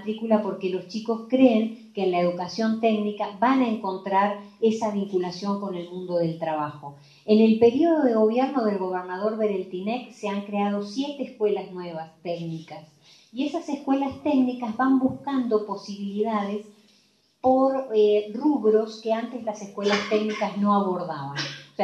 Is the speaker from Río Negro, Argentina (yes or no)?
yes; Choele Choel, Río Negro, Argentina; Todos saben que yo soy de Choelechuel, soy del Valle Medio.